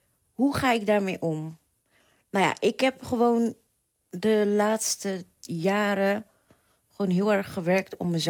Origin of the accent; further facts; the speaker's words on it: The Hague, South Holland, Netherlands; now in Delft, Netherlands; Ik ben 39. Ik ben eigenlijk Hagenees, maar ik woon al meer dan 15 jaar in Delft.